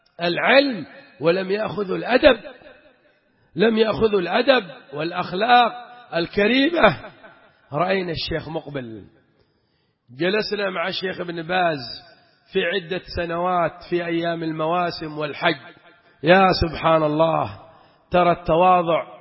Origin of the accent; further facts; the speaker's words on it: Aden, Yemen; وكنا نحن بعض الأخوة من عدن